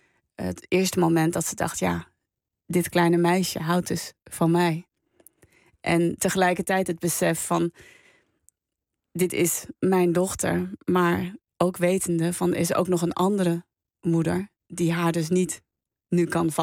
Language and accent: Dutch; Hendrik-Ido-Ambacht, South Holland, Netherlands; ik ben opgegroeid in Hendrik-Ido-Ambacht. Nou ja, dat is een vrij wit dorp.